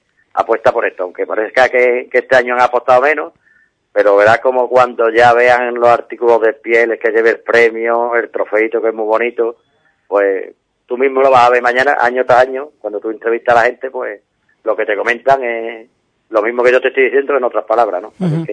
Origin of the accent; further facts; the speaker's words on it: Ubrique, Andalusia, Spain; el pueblo de Ubrique hay que darle un 10, porque es de las carreras que yo conozco, no es porque sea mi pueblo